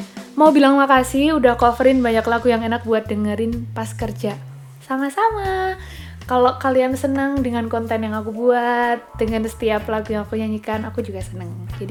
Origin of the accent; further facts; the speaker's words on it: Yogyakarta, Special Region of Yogyakarta, Indonesia; Aku asli Jogja. Aku jadinya asli Jawa.